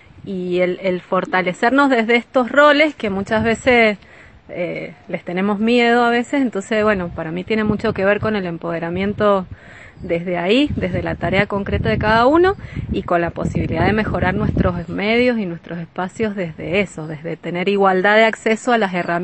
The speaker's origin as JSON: {"language": "Spanish", "town": "Potrerillos", "region": "Mendoza", "country": "Argentina", "said": "de La Leñera, de Potrerillos"}